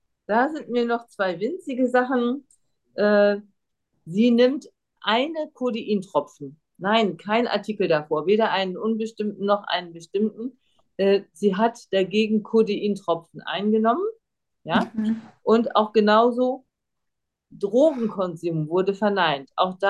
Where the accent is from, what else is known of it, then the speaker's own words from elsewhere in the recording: Germany; first language German; wir Deutschen machen das ja auch, wenn wir Deutsch sprechen, ja, obwohl es unsere Muttersprache ist.